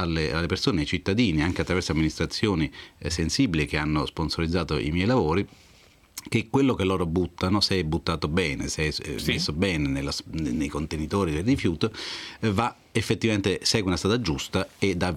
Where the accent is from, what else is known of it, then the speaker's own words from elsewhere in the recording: Campania, Italy; now in Milan, Italy; che sapevo che esistesse lì in Campania, essendo io campano, anche se vivo a Milano